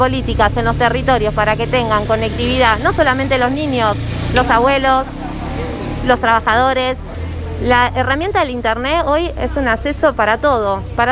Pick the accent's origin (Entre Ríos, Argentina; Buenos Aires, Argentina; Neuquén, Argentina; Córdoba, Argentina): Buenos Aires, Argentina; Soy de Lugano, de Ciudad Oculta